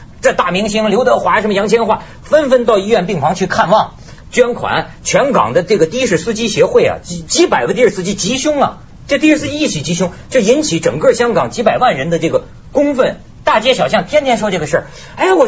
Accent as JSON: {"language": "Chinese", "country": "China", "said": "你看我作为一个大陆人，我到香港觉得特有意思"}